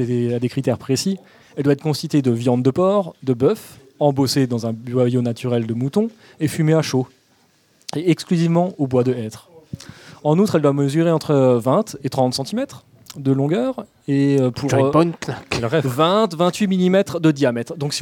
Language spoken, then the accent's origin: French; Grand Est, France; en tant qu'Alsacien